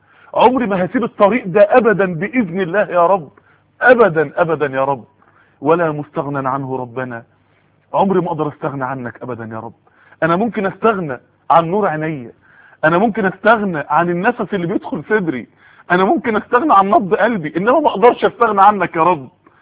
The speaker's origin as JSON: {"language": "Arabic", "town": "Mansoura", "region": "Dakahlia", "country": "Egypt", "said": "في بعض الناس يعني عندنا في المنصورة قالوا لي"}